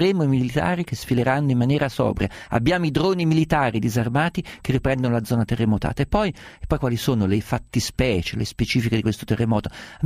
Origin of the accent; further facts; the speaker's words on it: Umbria, Italy; essendo umbro e essendo naturalizzato per momenti vacanzieri abruzzese